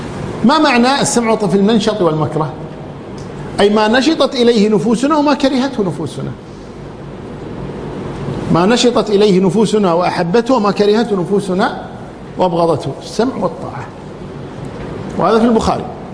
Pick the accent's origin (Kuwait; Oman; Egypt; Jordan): Kuwait; حتى اللي عندنا في الكويت